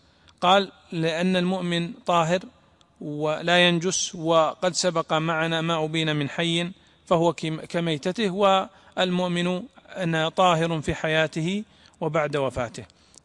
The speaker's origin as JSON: {"language": "Arabic", "region": "Najd", "country": "Saudi Arabia", "said": "فمثلا عندنا في نجد كانوا ويضعون أحسن ما تجبر به الأيدي"}